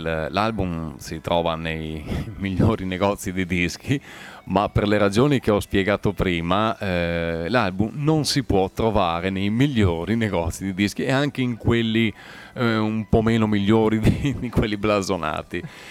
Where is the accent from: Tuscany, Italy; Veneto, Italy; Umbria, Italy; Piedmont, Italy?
Veneto, Italy; San Michele Extra; born there; nel mio paese di nascita, San Michele Extra, in provincia di Verona.